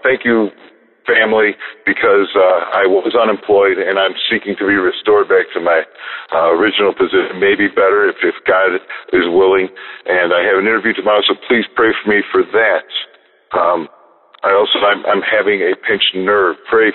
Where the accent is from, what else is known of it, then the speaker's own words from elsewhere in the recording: Chicago, Illinois, United States; I am from the Chicagoland area.